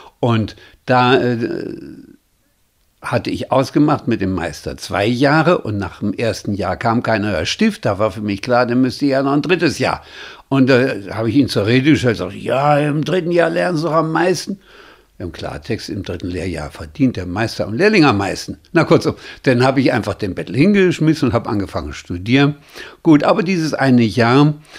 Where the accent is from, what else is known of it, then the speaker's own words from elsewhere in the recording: Magdeburg, Saxony-Anhalt, Germany; born there; also born or lived in Düsseldorf; aber dann bin ich eben zunächst in Magdeburg zur Welt gekommen, dann haben wir kurz in Düsseldorf gelebt